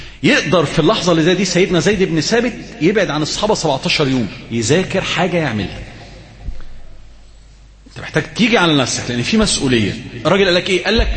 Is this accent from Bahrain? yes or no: no; Alexandria, Alexandria Governorate, Egypt; كنا زمان كنا في منطقه عندنا في اسكندريه اسمها حاره البقطريه